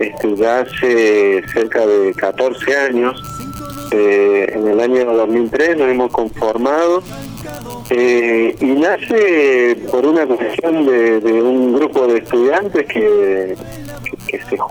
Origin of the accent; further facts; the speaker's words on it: Córdoba, Argentina; pertenecen ya al imaginario colectivo y a la sensibilidad une como cordobeses o como argentinos